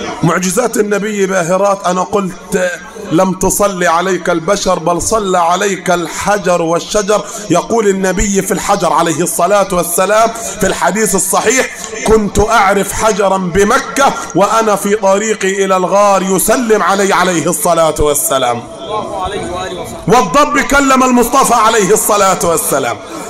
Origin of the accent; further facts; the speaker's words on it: Upper Egypt, Egypt; مع ان المثل ده احنا مش معترفين به عندنا في الصعيد